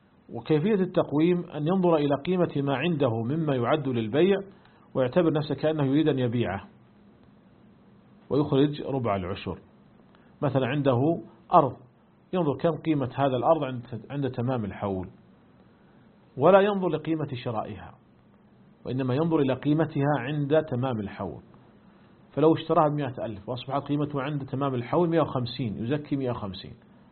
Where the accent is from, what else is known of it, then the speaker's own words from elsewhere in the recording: Saudi Arabia; فمثلا عندنا في المملكة العربية السعودية جميع الشركات المساهمة ملزمة بدفع الزكوات إلى مصلحة الزكاة والدخل